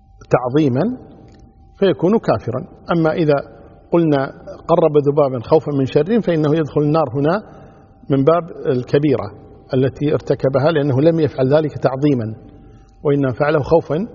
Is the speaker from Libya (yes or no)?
no; Kuwait; يعني عندنا في الكويت